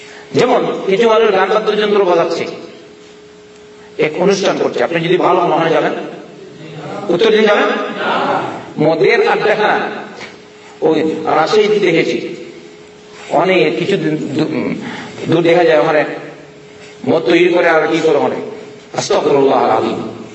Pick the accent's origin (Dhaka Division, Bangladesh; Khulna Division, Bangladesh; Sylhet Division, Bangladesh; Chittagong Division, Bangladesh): Sylhet Division, Bangladesh; কোনদিন আমি দুই মনে দেখলাম না গরম, আমি তো সিলেটের মানুষ দেখলাম না গরম।